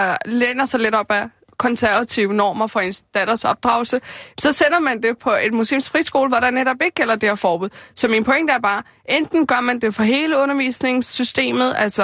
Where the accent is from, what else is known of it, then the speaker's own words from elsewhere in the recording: Amager, Capital Region of Denmark, Denmark; hun bor derude på Amager, hvor jeg voksede op.